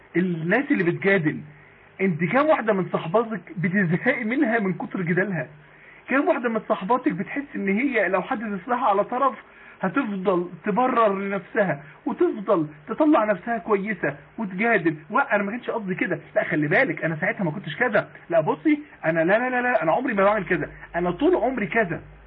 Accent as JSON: {"language": "Arabic", "town": "Mansoura", "region": "Dakahlia", "country": "Egypt", "said": "لو عندنا في المنصورة،"}